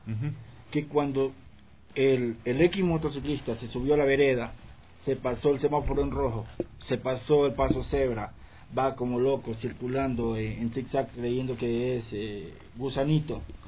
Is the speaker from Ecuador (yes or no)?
yes; Ecuador; como ecuatorianos, nosotros sacamos nuestra licencia